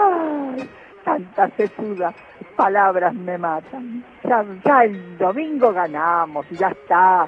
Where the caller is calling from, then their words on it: Agronomía, Buenos Aires, Argentina; de Agronomía y los felicito por todo lo que se hace y todo.